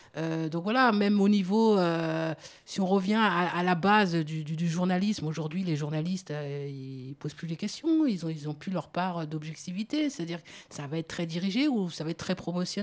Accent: France; je suis français

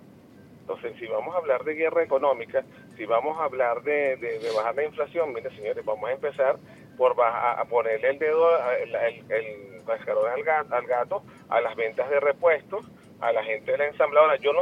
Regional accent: Venezuela; yo como venezolana

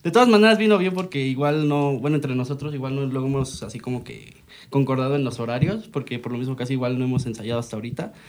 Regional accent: Ixtapaluca, State of Mexico, Mexico; now in Chalco, Mexico; Pero sí, casi me llevé muchos años allá en Ixtapaluca. Ya después me pasé a Chalco.

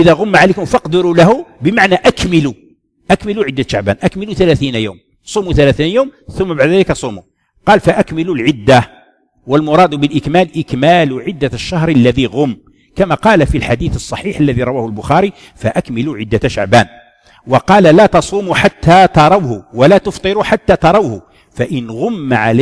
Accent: Algeria; وحنا واحد الوقت كان عندنا في الجزائر لا يعتمدون الرؤية

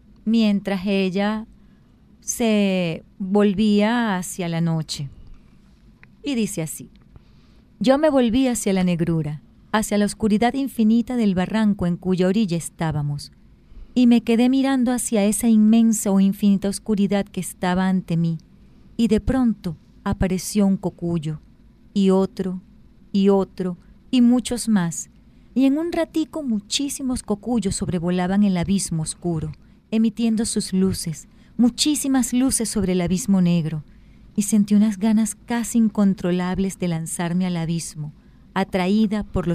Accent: Maracay, Aragua, Venezuela; Bueno, como ustedes saben, yo crecí en Maracay

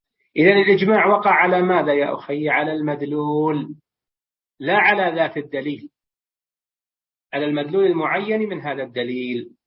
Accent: Saudi Arabia; وفي بلادنا المملكة العربية السعودية وفي دول الخليج والبلدان المجاورة

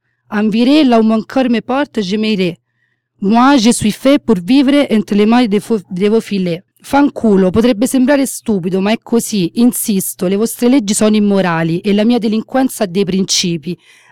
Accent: France; accent: French; Italian is a second language; Faccio, insomma, direttamente la traduzione in italiano, dato che il mio accento francese non mi sembra uno dei migliori.

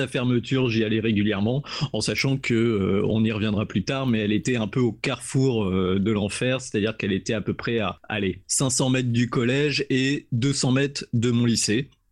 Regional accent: Tours, Centre-Val de Loire, France; j'avais jamais pu rentrer dans ma ville natale de Tours

